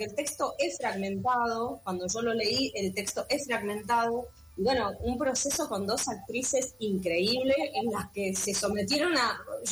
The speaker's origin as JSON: {"language": "Spanish", "region": "Mendoza", "country": "Argentina", "moved": "yes", "lives_now": "Buenos Aires, Argentina", "said": "yo soy de Mendoza, vivo acá hace como 15 años"}